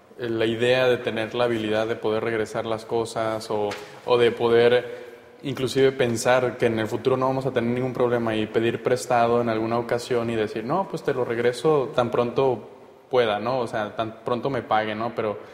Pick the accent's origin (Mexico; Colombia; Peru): Mexico; Tuxtla Gutiérrez, Chiapas; yo vengo de la ciudad de Tuxtla Gutiérrez, en Chiapas